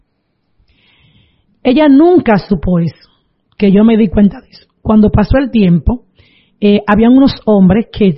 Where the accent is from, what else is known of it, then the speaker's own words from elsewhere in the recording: Palavé, Dominican Republic; Yo soy de Palabé, y el lugar es otro batey que le llaman Lechería.